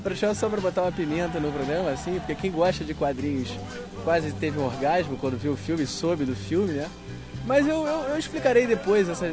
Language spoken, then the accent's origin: Portuguese; Rio de Janeiro, Brazil; eu tô vindo aqui para São Paulo, eu sou do Rio, vocês já perceberam